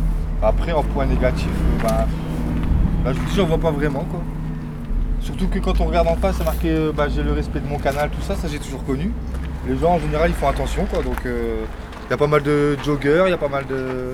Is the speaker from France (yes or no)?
yes; Dunkirk, Hauts-de-France, France; Bah, disons que moi, je suis de Dunkerque.